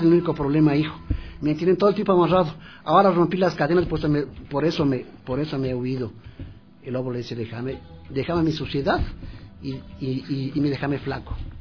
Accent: Ecuador; A mí me ha preguntado cuando voy a Francia si soy del África, de Guinea Ecuatorial, que también son ecuatorianos. Digo, no, soy del Ecuador.

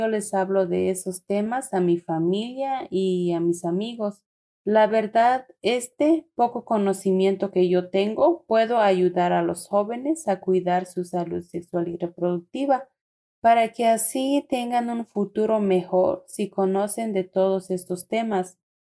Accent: Tenejapa, Chiapas, Mexico; soy de Tenejapa.

